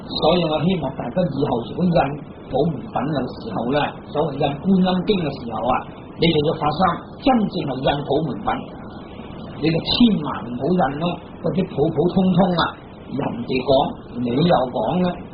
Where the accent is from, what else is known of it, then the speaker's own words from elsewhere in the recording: China; 我哋中國人啊，就係中國人啊嘛。